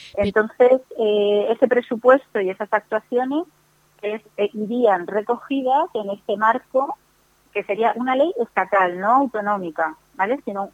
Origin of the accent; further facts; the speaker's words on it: Spain; todos somos españoles en la Constitución